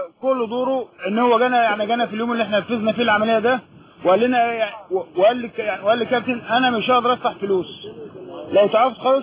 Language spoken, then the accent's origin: Arabic; Egypt; يعني عندنا في مصر زي البازوكا ده زي الاربعجيه